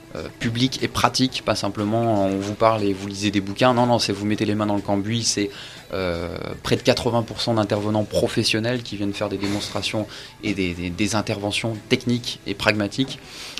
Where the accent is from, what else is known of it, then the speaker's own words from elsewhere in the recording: Maubeuge, Hauts-de-France, France; Je viens de Maubeuge.